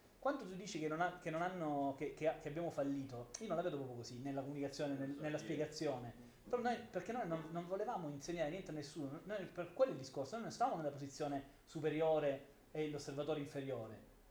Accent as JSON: {"language": "Italian", "region": "Apulia", "country": "Italy", "said": "Però io in realtà devo dirla proprio tutta, da pugliese sto molto attento anche nei confronti del turismo"}